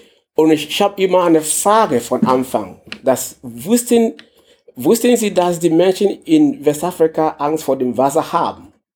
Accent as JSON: {"language": "German", "country": "Ghana", "second_language": "German", "moved": "as an adult", "lives_now": "Germany", "said": "Ich komme aus Ghana. Ich bin seit 2008 in Deutschland gekommen."}